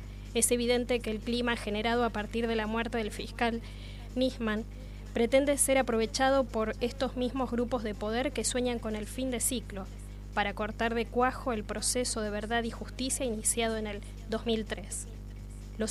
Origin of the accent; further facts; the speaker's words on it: Argentina; somos mayoría los argentinos que hemos aprendido que los problemas de la democracia solo se resuelven con más democracia